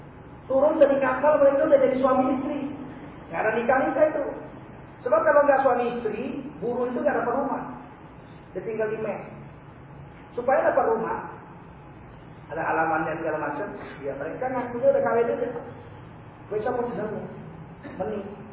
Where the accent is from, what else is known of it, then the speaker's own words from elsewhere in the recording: Medan, North Sumatra, Indonesia; Tadi itu terjadi di kampung saya di Medan.